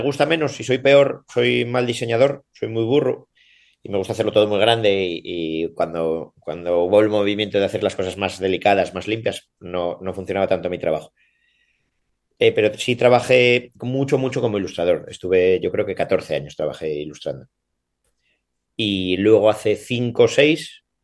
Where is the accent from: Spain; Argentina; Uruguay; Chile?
Spain; Oviedo, Asturias; born there; moved away as an adult; also born or lived in Salamanca / Madrid; now in Cantabria, Spain; Nací en Oviedo por estudiar y eso marché fuera. Marché a vivir a estudiar a Salamanca. Luego, por trabajo, viví en Madrid y por casualidades terminé en Cantabria. Entonces, vivo por aquí cerca de Somo, de un pueblín, que hay bastantes olas